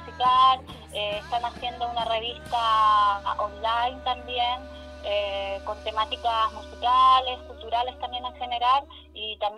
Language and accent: Spanish; Puerto Natales, Magallanes, Chile; yo soy de Puerto Natales, y muchas familias se sostenían por la economía argentina. Para nosotros era mucho más fácil llegar a Turbio, que nos quedaba que a 40 minutos, que viajar a Punta Arenas, que nos queda 3 horas.